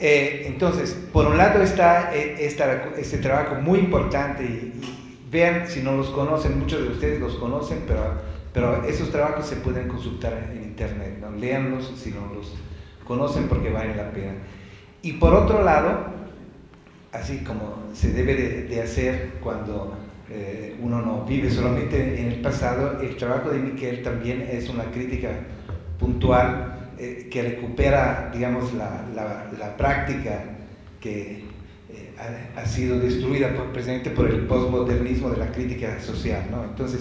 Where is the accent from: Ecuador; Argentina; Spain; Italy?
Italy; accent: Italian; Spanish is a second language; now in Mexico; la gente aquí en México pilla mi acento italiano, me pregunta de dónde soy.